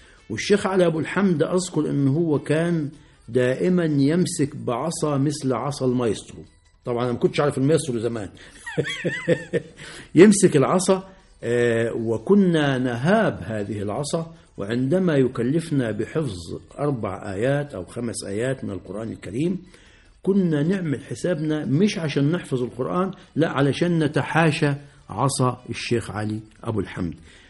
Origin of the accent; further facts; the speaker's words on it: Al-Rahmaniya Qibli, Qena Governorate, Egypt; المدرسة كانت تبعد عن قريتي أنا، أنا كنت من قرية اسمها الرحمنية قبلي، والأستاذ محمد فكرني عليها الآن. والمدرسة الإعدادية كانت في نجا حمادي. نجا حمادي ده إحدى مراكز محافظة قنا